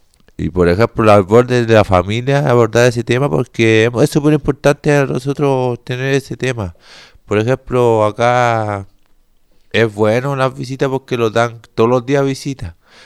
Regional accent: Antofagasta, Chile; Por ejemplo, yo que soy de Antofagasta

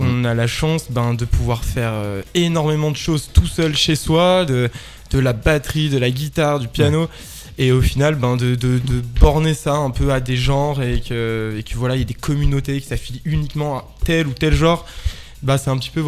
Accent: Auvergne-Rhône-Alpes, France; moi je viens de Haute-Savoie, donc j'ai commencé en fait à créer une association en Haute-Savoie

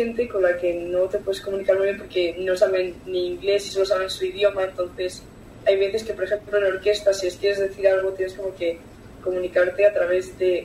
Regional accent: Madrid, Community of Madrid, Spain; Yo de Lavapiés también, como David.

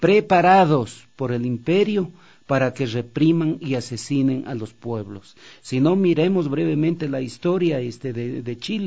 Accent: Ecuador; nosotros, como ecuatorianos, como ciudadanos y ciudadanas

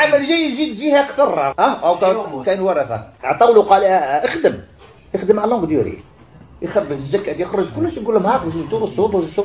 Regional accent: Algeria; والعمل اللي كاين ساير عند الوالد وعند غيره من الفلاحين عندنا في الجزائر

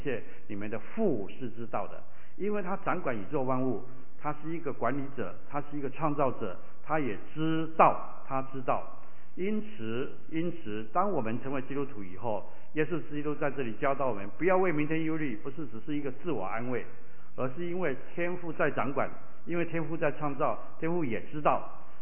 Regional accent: Taiwan; 他们在美国长大，我在台湾长大

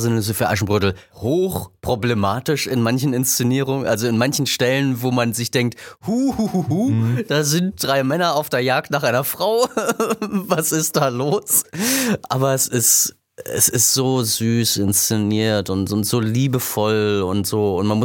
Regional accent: Germany; Und meine Kindheit hat natürlich in der DDR stattgefunden

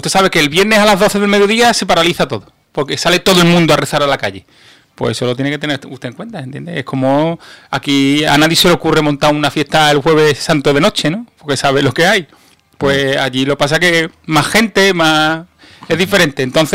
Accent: Equatorial Guinea; Es que como además, Guinea de donde he

